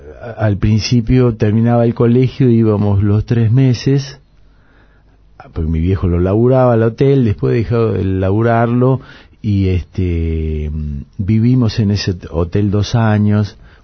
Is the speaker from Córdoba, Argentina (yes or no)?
no; Mar del Plata, Buenos Aires Province, Argentina; born there; mi hermano nació en Bahía Blanca, después yo nací en Mar del Plata y mi hermana nació en Buenos Aires, pero éramos muy pendejitos